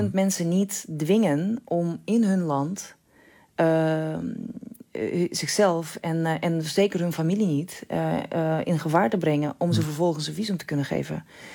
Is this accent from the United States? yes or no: no; Russia; Dutch is a second language; now in Netherlands; Ik heb persoonlijk nog geen moeilijkheden gehad. Al moet ik zeggen dat ik ik in Nederland al heel lang woon. En ik spreek de taal.